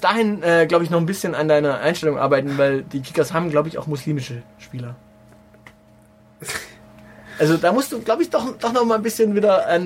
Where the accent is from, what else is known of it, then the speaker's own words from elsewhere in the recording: Baden-Württemberg, Germany; Denn ich bin aus Baden-Württemberg